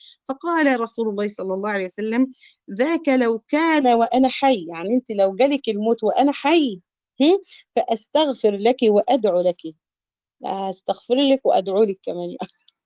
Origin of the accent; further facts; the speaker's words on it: Egypt; يعني احنا عندنا في مصر هذه الكلمة يعني بتعد من الكلمات يعني معيوبة